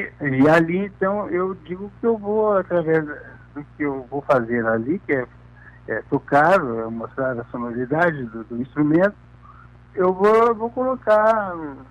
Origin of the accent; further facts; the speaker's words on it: Quaraí, Rio Grande do Sul, Brazil; born there; em Quaraí, onde eu nasci, era a única janela que eu tinha para o mundo